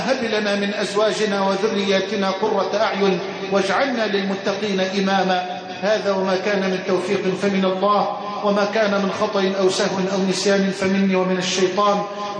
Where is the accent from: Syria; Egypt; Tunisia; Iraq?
Egypt; اللهم اجعل بلدنا مصر واحة للأمن والأمان